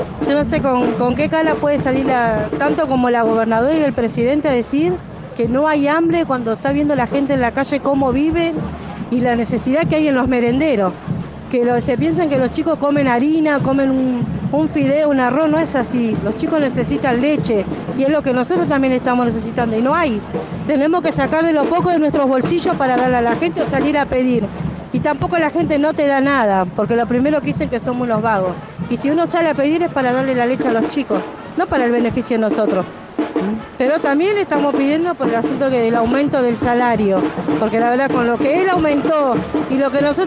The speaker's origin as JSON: {"language": "Spanish", "town": "Quilmes", "region": "Buenos Aires Province", "country": "Argentina", "said": "soy del barrio de Quilmes, del barrio La Ribera."}